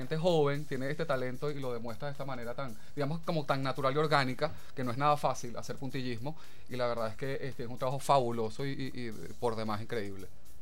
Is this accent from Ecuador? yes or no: no; Venezuela; la idiosincrasia que nos define como venezolanos, ¿no?